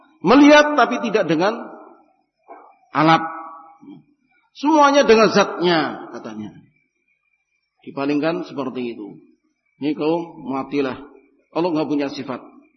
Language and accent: Indonesian; Java, Indonesia; Ini bahasa Arab dulu, Pak. Kita orang Jawa sih.